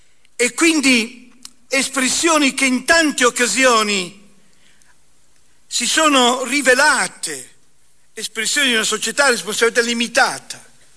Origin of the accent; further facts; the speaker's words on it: Pieve di Cadore, Veneto, Italy; moved away; also born or lived in Naples / Turin; io sono un veneto, nato sulle montagne a Pieve di Cadore, immigrato poi con la mia famiglia prima Napoli, poi Torino.